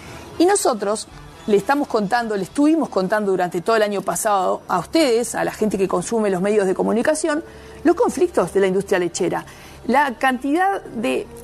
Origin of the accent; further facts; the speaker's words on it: Montevideo, Uruguay; Los que somos montevideanos de pura cepa, a veces nos cuesta mirar al interior